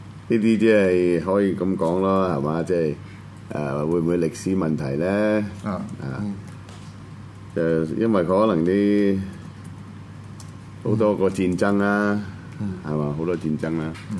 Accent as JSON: {"language": "Cantonese", "country": "China", "said": "可能我中國人佢唔睬我。"}